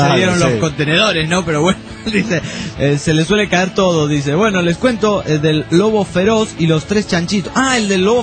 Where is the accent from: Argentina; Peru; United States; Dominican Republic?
Peru; Juliaca, Puno; de Perú, Juliaca.